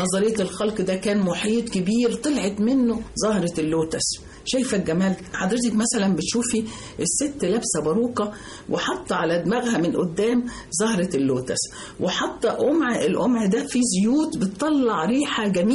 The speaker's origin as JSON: {"language": "Arabic", "country": "Egypt", "said": "لا انا مصرية الهوى والهوية."}